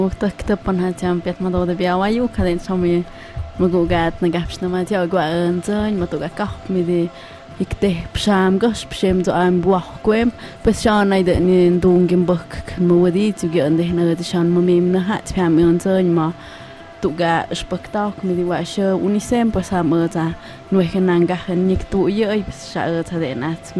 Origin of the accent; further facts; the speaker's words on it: Santa María Tlahuitoltepec, Oaxaca, Mexico; nosotros venimos de la comunidad de Santa María Tlautoltepec, que queda en la ciudad de Oaxaca, y estamos estudiando en una universidad llamada UNICEM, Universidad Comunal Intercultural del Tzempoaltepetl.